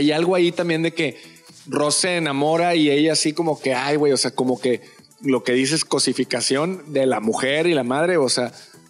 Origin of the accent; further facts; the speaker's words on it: Spain; Española. Porque soy de España.